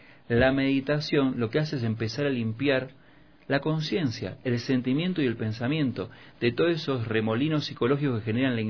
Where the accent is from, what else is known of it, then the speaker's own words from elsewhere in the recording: Quito, Pichincha, Ecuador; me subo a un taxi acá en Quito y el taxista me dice, ¿usted no es de aquí? ¿Es turista? Y le digo, no, soy quiteño